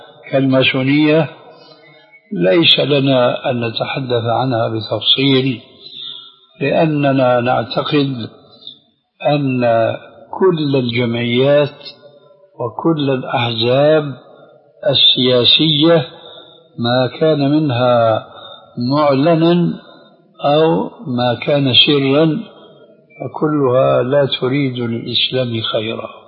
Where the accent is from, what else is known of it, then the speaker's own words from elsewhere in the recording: Syria; وكما يقولون عندنا في الشام كل مين على دينه الله يعينه